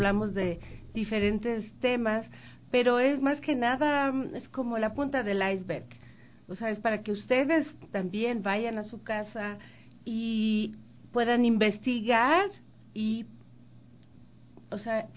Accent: Quito, Pichincha, Ecuador; Porque qué creativos somos los quiteños

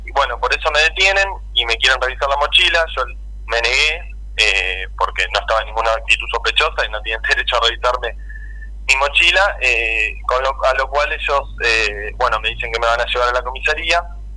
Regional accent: Pilar, Buenos Aires Province, Argentina; yo soy de acá de Pilar, ando todos los días y hoy tengo muchos amigos también que andamos, que somos de Pilar

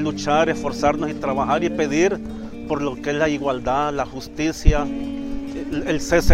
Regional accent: El Salvador; como pueblo salvadoreño, como comunidad cristiana

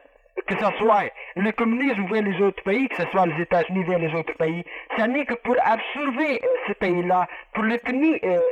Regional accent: Portugal; Monsieur, le Portugal, qui est mon pays d'origine, je vous le dis d'où je viens

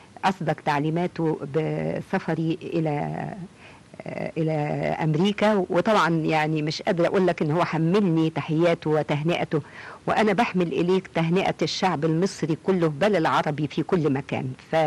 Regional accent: Egypt; وأقول أنا مصرية، أنا من بلد

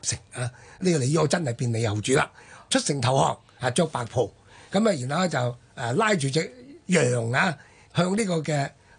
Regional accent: Hong Kong; 我香港人所謂嘅食檸檬啊

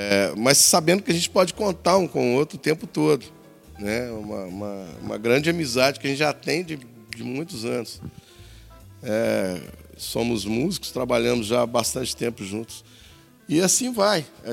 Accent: Minas Gerais, Brazil; moved away; eu sou mineiro. E mineiro parece que já anda de braço aberto, né? Assim. Eu e Roberto somos mineiros. A gente veio para cá juntos, né?

